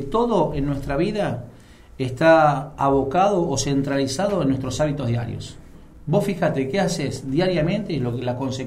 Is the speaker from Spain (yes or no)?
no; Argentina; Yo como sociedad argentina, y me hago cargo también